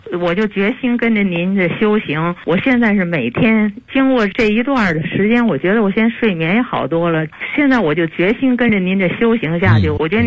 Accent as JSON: {"language": "Chinese", "region": "Beijing", "country": "China", "said": "我是北京的，我姓"}